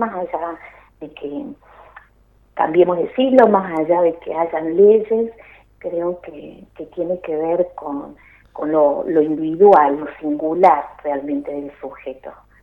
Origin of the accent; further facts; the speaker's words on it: San Pedro, Córdoba, Argentina; also born or lived in Villa Dolores; Yo nací acá en Villa Dolores. De muy chiquita me fui a vivir a San Pedro, que está ahí a 3 kilómetros de Villa Dolores, más hacia el oeste. Y bueno, hice mi vida acá, mi primario, mi secundario